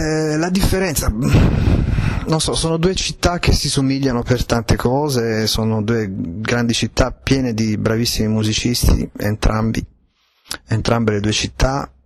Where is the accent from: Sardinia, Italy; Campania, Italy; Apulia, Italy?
Apulia, Italy; born there; io sono nato in Italia, sono nato in Puglia, non sono nato a New York